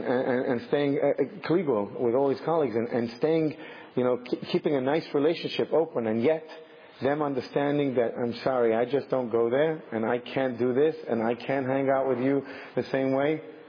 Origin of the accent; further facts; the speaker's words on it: England, United Kingdom; And yet, even growing up in England, you know, just walking home from school was quite a trip.